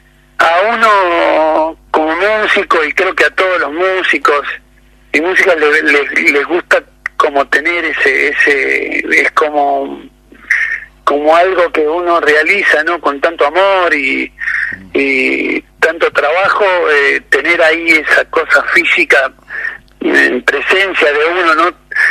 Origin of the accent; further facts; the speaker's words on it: Buenos Aires Province, Argentina; somos de provincia de Buenos Aires